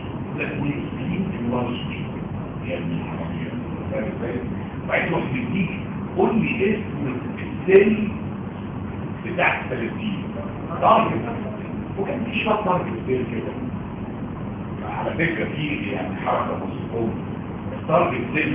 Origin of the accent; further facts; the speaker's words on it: Egypt; انا راجل مصري